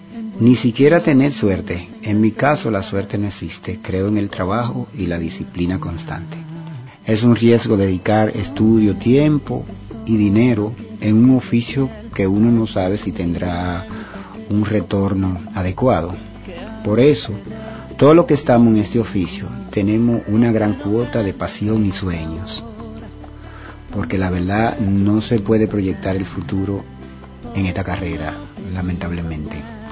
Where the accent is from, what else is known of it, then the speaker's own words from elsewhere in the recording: Dominican Republic; Como dominicano sé cantar merengue, bachata, guaracha, son, etc. Es decir, soy un cantante del trópico. Y los cantantes de por aquí, de la República Dominicana, generalmente abordamos muchos ritmos.